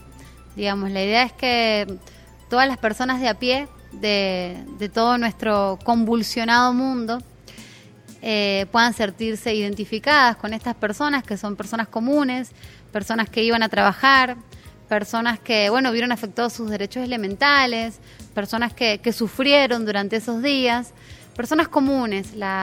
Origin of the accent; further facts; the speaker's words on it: Argentina; now in Venezuela; yo como comunicadora, como argentina residente en Venezuela